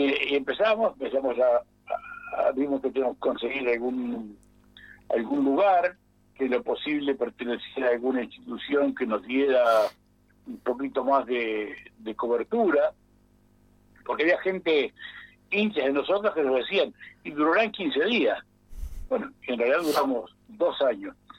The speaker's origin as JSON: {"language": "Spanish", "country": "Uruguay", "said": "no procedimos como uruguayos"}